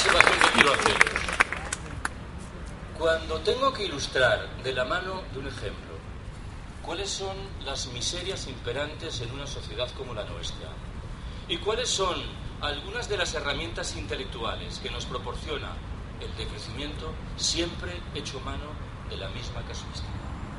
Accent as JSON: {"language": "Spanish", "region": "Galicia", "country": "Spain", "said": "Yo soy gallego. Orgullosamente gallego, por cierto."}